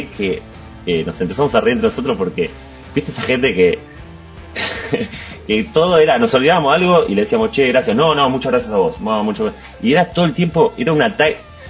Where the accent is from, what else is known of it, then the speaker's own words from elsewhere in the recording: Wilde, Buenos Aires Province, Argentina; now in Buenos Aires, Argentina; nosotros somos casi todos del sur, yo vivo en Capital pero soy de Wilde.